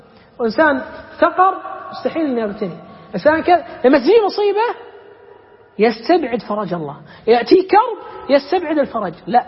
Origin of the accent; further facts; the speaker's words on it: Kuwait; إحنا عندنا بالكويت اليوم لما جاء الغزو